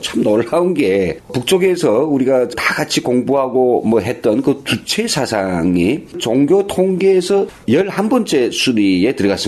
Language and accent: Korean; North Korea; 탈북자로서 제가 북에서 느꼈던 것과 여기서 체험하는 것이 어떤 차이가 있는지 그런 걸 이야기하려고 해요.